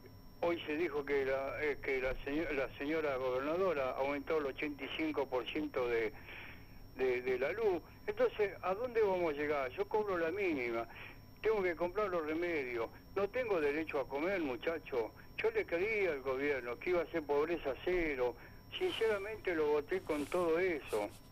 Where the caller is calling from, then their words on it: Burzaco, Buenos Aires Province, Argentina; soy de acá de Bursaco, jubilado.